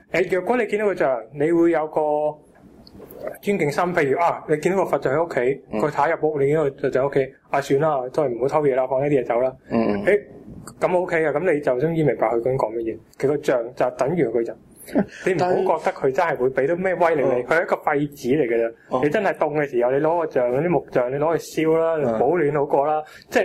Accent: China; 我觉得我作为中国人，我好骄傲。

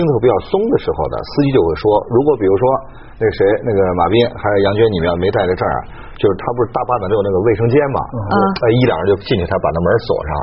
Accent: Northwest China, China; 就那时候因为我在这个西北长大嘛

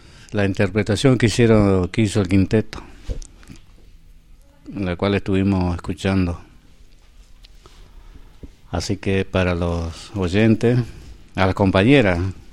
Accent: Argentina; lo que después fue lo que somos ahora los argentinos

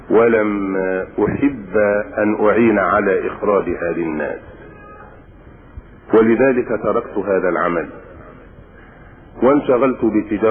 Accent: Minya Governorate, Egypt; also born or lived in Dronka, Asyut; ومحل ميلادي درونكة إحدى قرى أسيوط. وقد عشت طفولتي في الصعيد، وبخاصة في محافظة المنيا.

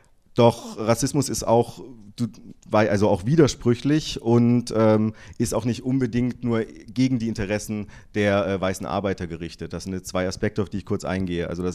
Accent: Berlin, Germany; Also ich bin aus Berlin

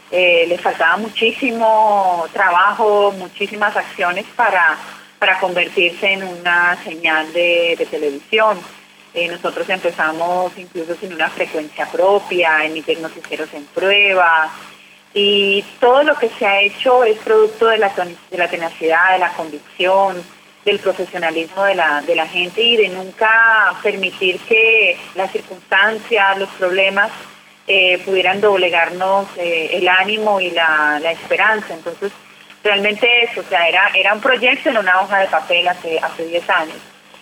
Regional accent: Colombia; born there; yo soy colombiana de nacimiento.

